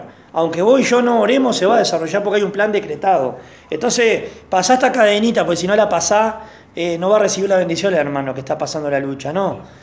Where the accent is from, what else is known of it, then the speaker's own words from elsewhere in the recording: Uruguay; No soy judío, soy uruguayo, ¿no? Evangélico uruguayo